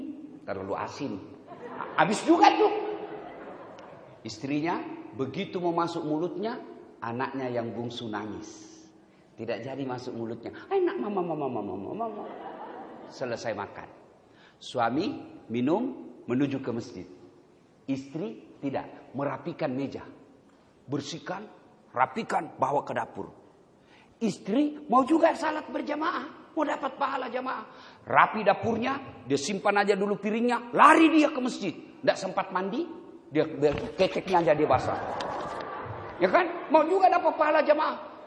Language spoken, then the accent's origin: Indonesian; South Sulawesi, Indonesia; Saya semalam masih di kampung. Kampung saya itu kurang lebih 5 jam dari kota Makassar.